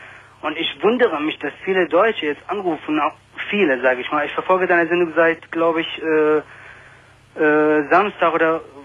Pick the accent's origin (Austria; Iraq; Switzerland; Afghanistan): Iraq; now in Germany; Ja, ich bin selber Iraker.